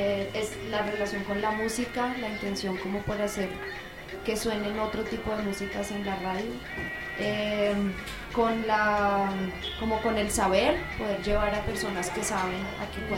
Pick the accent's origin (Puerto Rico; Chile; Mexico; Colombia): Colombia; Bogotá; now in Barranquilla, Colombia; soy bogotana, pero llevo 10 años viviendo en Barranquilla. Entonces, por eso dicen que vengo de una región, aunque sueno como que no.